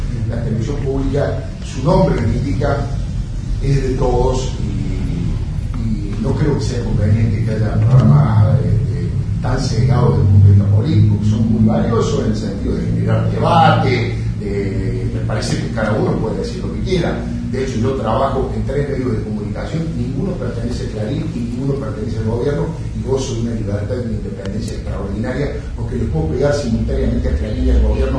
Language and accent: Spanish; Córdoba, Argentina; soy cordobés, así que conozco cómo es la situación